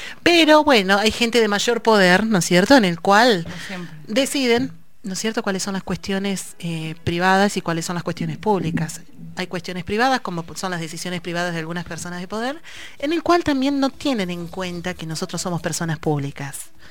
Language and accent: Spanish; Ayacucho, Peru; now in La Plata, Argentina; vengo de Ayacucho a una ciudad en el cual mi experiencia dentro de todo es muy mínima